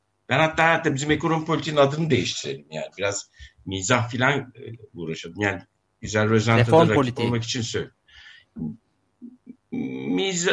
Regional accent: Akşehir, Konya, Turkey; Bakın ben yani Nasrettin Hoca'nın torunuyum, Akşehirliyim.

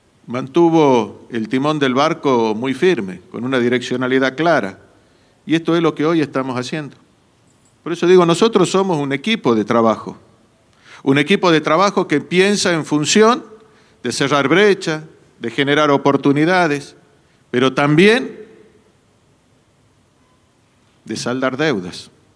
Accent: Jujuy, Argentina; De distintos lugares, soy de Jujuy, soy de acá.

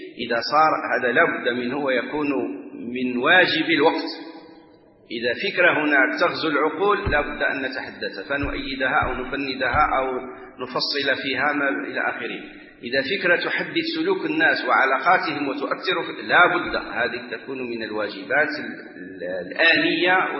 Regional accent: Morocco; ونحن عندنا في المغرب

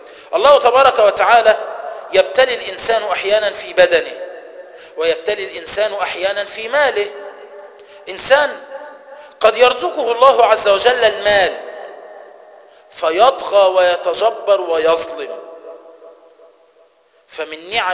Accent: Egypt; تسمى عندنا في مصر كفر الشيخ

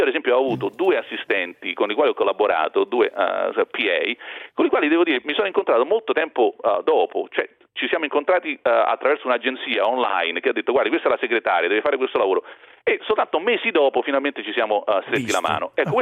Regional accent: Rome, Lazio, Italy; born there; lo sanno tutti che si sente anche dall'accento che sono nato a Roma

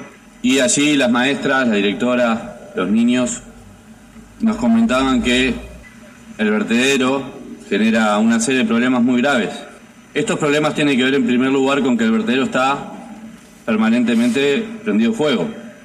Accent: Las Piedras, Canelones, Uruguay; Para los que somos de Las Piedras

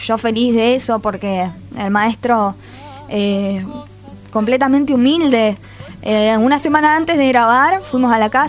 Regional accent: Buenos Aires, Argentina; Entonces son como mi faro, mi guía, para mí que soy porteña.

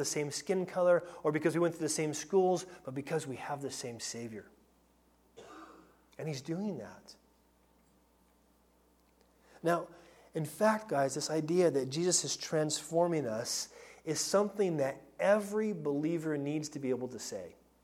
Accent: United States; I mean, I'm American for crying out loud, and I am culturally American.

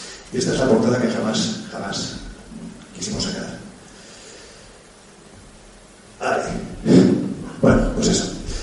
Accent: Jaén, Andalusia, Spain; para mí, que soy de Jaén y que he investigado esto

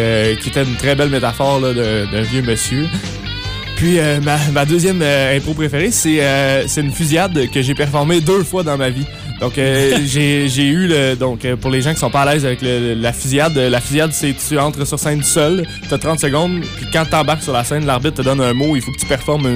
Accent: Magog, Quebec, Canada; Donc, je viens de la région de l'Estrie, de la petite région de Magog, tout près du lac Memfré, Magog

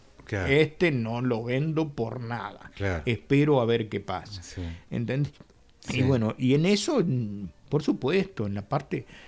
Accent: Argentina; es un tema que de cualquier manera nosotros, bien como argentino

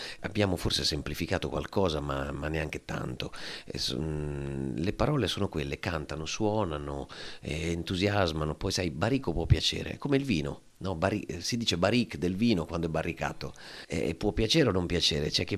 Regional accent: Milan, Lombardy, Italy; Io sono milanese

